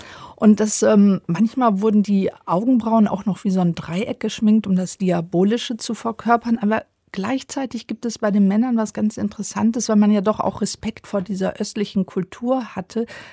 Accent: Rhineland, Germany; Ich komme ja aus dem Rheinland, so sah der aus.

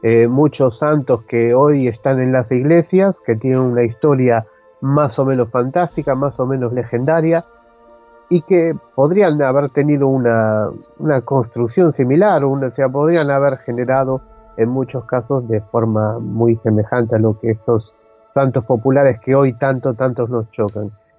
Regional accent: Argentina; born there; en un viaje a Argentina, donde yo nací

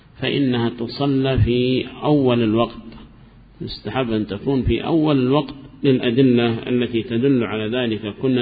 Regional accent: Hadramaut, Yemen; نحن عندنا في حضرموت نحدد الوقت هنا نصف ساعة مثلا بين الأذان والإقامة

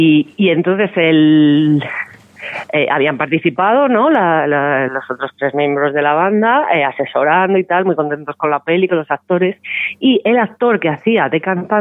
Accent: Vallecas, Community of Madrid, Spain; como digo yo, que soy de Vallecas

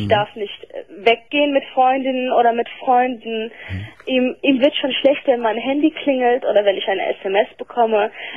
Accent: Turkey; ich bin Türkin.

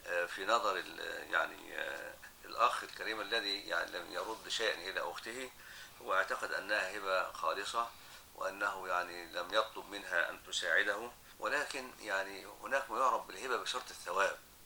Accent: Egypt; العرف الآن عندنا في مصر في الموجود

